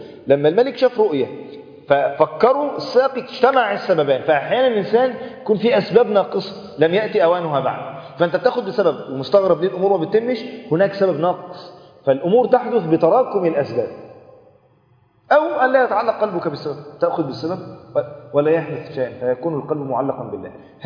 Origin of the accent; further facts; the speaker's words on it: Egypt; وانت عارف الروتين اصلا عندنا في مصر،